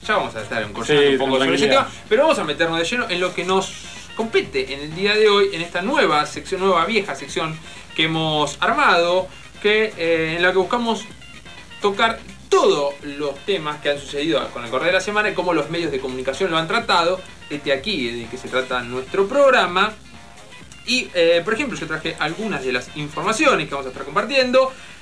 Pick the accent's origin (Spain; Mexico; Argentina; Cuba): Argentina; Algo que se hubiese pasado acá y se dice, claro, ¿qué querés? Somos argentinos.